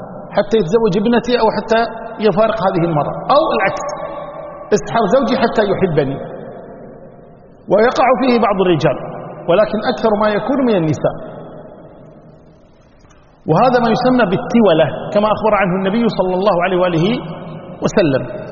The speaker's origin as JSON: {"language": "Arabic", "country": "Kuwait", "said": "وعندنا بالكويت بدلية، صحيح؟"}